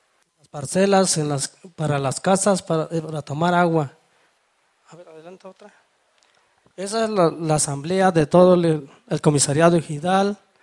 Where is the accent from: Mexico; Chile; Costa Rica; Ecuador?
Mexico; Catayahualco; vengo de la comunidad de Catayahualco, de ese ejido.